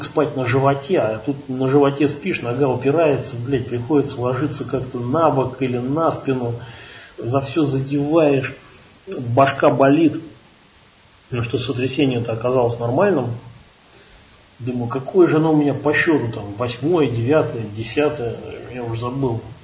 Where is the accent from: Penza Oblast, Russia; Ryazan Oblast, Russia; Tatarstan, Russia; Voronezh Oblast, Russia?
Ryazan Oblast, Russia; Ryazan; он говорит, ну что, ты откуда? Я вот из Рязани.